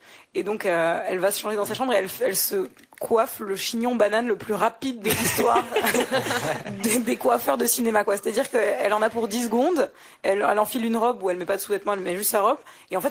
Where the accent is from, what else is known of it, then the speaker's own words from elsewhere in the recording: Marseille, Provence-Alpes-Côte d'Azur, France; Elle est surtout très cagole, hein. Moi, je viens de Marseille, je peux le dire.